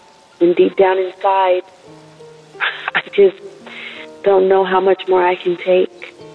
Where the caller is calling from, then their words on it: California, United States; I'm calling from California.